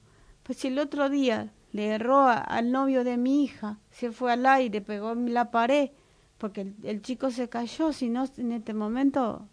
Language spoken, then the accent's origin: Spanish; Paraguay; mire señora, no discriminen, yo soy paraguaya